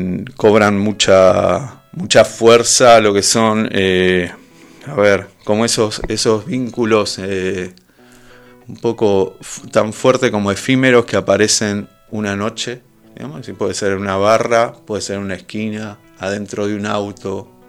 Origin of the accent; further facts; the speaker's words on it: Benito Juárez, Buenos Aires Province, Argentina; now in La Plata, Argentina; Yo no soy de La Plata, soy de Benito Juárez. Me vine a vivir en el 2001, plena crisis, y siempre viví en el Giro.